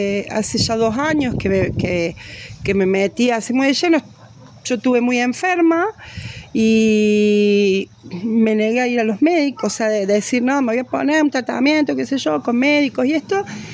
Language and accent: Spanish; Villa Giardino, Córdoba, Argentina; born there; yo nací acá en Villa Yagardino